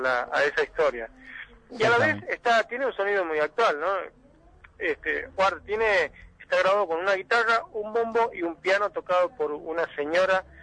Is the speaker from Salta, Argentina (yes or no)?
no; Santiago del Estero, Argentina; yo pertenezco a una zona de Santiago del Estero que está muy ligada también al corredor cultural cuyano, que parte de La Rioja de Catamarca. De hecho, toda mi familia es de origen catamarqueño, afincada como muchas otras familias de Frías, afincadas en la provincia de Santiago del Estero.